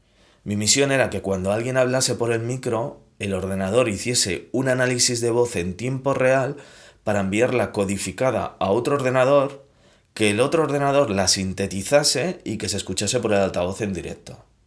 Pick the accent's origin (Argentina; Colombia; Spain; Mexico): Spain; Santa Coloma de Gramenet, Catalonia; born there; Se había quedado en Santa Coloma de Gramenet, la ciudad donde yo nací, en las afueras de Barcelona.